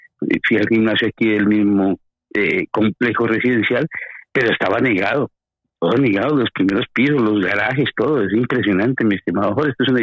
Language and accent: Spanish; Madrid, Community of Madrid, Spain; No, yo soy de Madrid también.